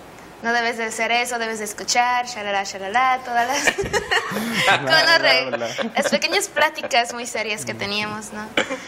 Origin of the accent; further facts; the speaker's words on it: Belize; estudio la licenciatura en Químico Clínico Biólogo y soy de Belice.